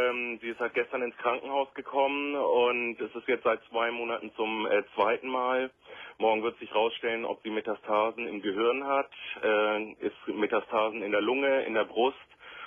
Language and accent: German; Hanover, Lower Saxony, Germany; wir kommen aus Hannover.